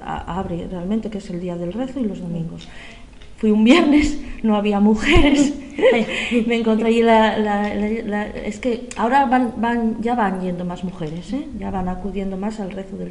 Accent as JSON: {"language": "Spanish", "town": "Gijón", "region": "Asturias", "country": "Spain", "tie": "born there", "also_born_or_lived": "Málaga / Catalonia / Galicia", "said": "Bueno, nací en Gijón, sí."}